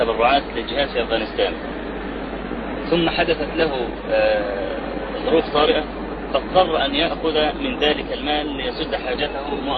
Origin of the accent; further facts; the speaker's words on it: Egypt; يعني إحنا عندنا في مصر الموظف يأخذ 40 جنيه مثلا أو 50